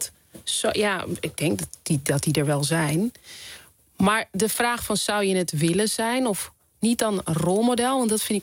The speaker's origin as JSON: {"language": "Dutch", "town": "Amstelveen", "region": "North Holland", "country": "Netherlands", "tie": "born or raised there", "said": "Want je moet je voorstellen, ik ben opgegroeid in Amstelveen."}